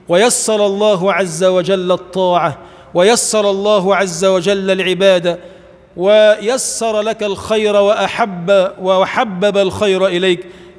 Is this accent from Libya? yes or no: no; Egypt; اللهم اجعل بلدنا مصر بلداً آمناً مطمئناً سخاءً رخاءً، وسائر بلاد المسلمين.